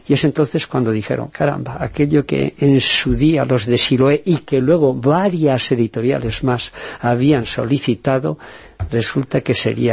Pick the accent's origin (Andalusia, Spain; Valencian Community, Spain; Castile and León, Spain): Castile and León, Spain; Burgos; now in San Sebastián de los Reyes, Spain; yo también soy burgalés, pero vivo aquí, justamente en San Sebastián de los Reyes.